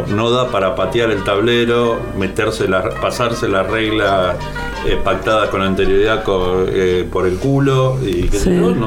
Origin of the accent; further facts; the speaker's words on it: Buenos Aires, Argentina; porque yo nací y vivo en La Boca y aunque todos los días espero el subte, no pasa.